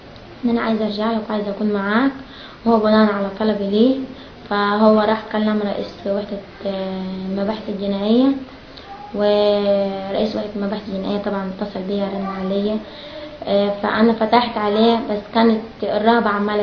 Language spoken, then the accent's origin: Arabic; Sahel Selim, Asyut Governorate, Egypt; من اسيوط مركز ساحل سليم قريه الشيخ شحاته. انا مشيت من البلد يوم 15/9.